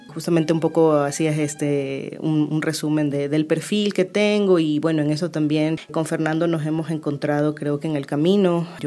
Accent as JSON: {"language": "Spanish", "town": "Guayaquil", "region": "Guayas", "country": "Ecuador", "tie": "born there", "said": "yo nací en Guayaquil"}